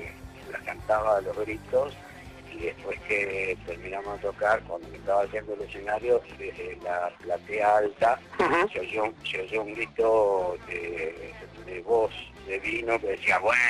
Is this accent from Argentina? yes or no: no; Uruguay; also born or lived in Switzerland; estuve en el medio de Europa, en Suiza, durante 5 años y me di cuenta que en Suiza yo miraba el paisaje y en mi país, en Uruguay, con el mate y el termo bajo el brazo, yo era parte del paisaje